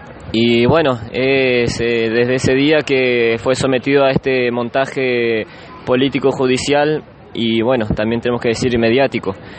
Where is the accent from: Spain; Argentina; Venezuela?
Argentina; Puelmapu; vengo del territorio de Puelmapu.